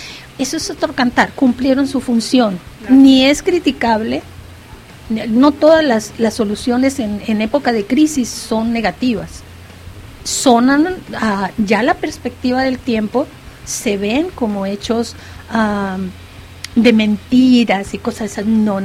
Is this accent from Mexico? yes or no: yes; Mexico; qué tanto hacemos cada uno de nosotros realmente como mexicanos, que estamos muy fallones